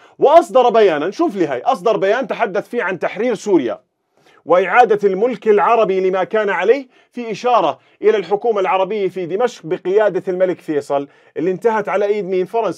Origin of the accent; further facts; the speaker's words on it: Jordan; طبعا عندنا في الأردن، تمام، لحد عام 1920 كنا تابعين أصلا للدولة العثمانية